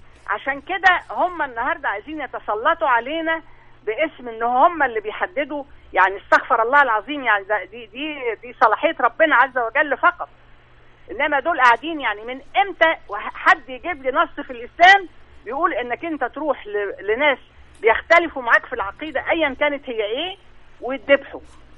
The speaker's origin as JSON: {"language": "Arabic", "country": "Egypt"}